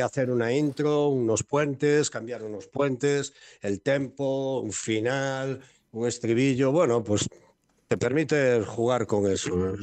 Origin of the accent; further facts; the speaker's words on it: Galicia, Spain; porque todos los músicos de la banda somos gallegos